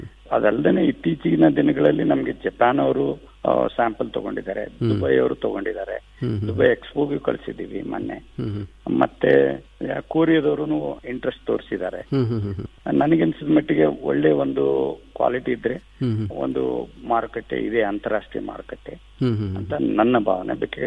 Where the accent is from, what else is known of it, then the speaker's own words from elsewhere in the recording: Budagumpa, Karnataka, India; ನಾನು ಹಳ್ಳಿಯಲ್ಲಿ ಹುಟ್ಟಿ ಕನ್ನಡ ಮೀಡಿಯಂದಲ್ಲೇ ನಾನು ಓದ್ದವನು. ಅಲ್ಲೇ ಒಂದು ಗಂಗಾವತಿ ಹತ್ರ ಕಾರ್ಟಿಗಿ ಬೂದ್ಗುಂಪ ಅಂತ ಒಂದು ಊರಿಂದ ನಾವು